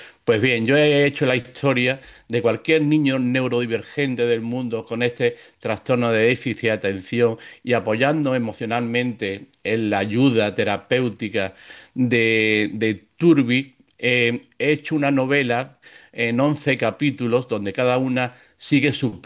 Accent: Málaga, Andalusia, Spain; soy un escritor malagueño, andaluz, de España. Y tengo 54 años

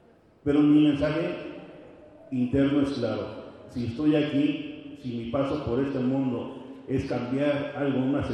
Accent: Mexico; nosotros como seres humanos, como mexicanos, no podíamos fallarnos.

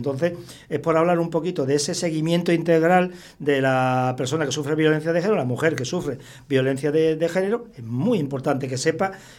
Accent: Extremadura, Spain; Yo, como sabes, soy extremeño y en Extremadura tenemos la euroregión

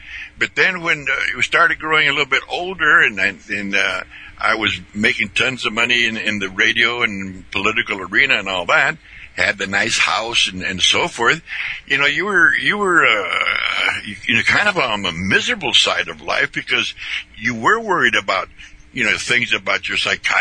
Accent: Indio, California, United States; We grew up out there in Indio, California, which is basically an agricultural community.

